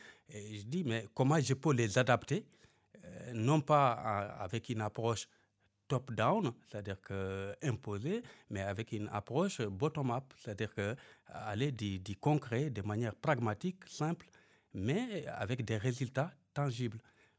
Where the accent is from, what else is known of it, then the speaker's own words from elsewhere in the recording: Guidimaka, Mauritania; moi, je suis de Guidimara